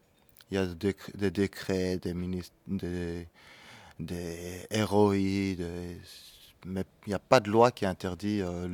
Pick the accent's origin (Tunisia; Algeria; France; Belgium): Belgium; Brussels; Me présenter, je suis bruxellois, fils d'immigrés, militant sur les questions sociales et internationales depuis une vingtaine d'années